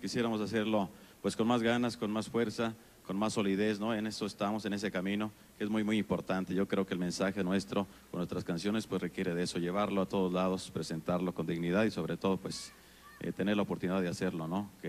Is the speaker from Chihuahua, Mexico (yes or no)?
yes; Rosales, Chihuahua, Mexico; Rosales, mi tierra bendita.